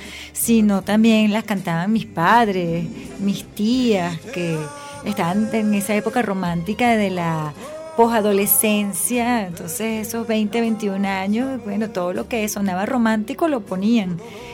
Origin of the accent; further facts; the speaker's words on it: Maracay, Aragua, Venezuela; yo crecí en Maracay, la colonia italiana es... es determinante en la vida de la ciudad. Y estudiaba con amigos también italianos y bueno, mi bisabuela era italiana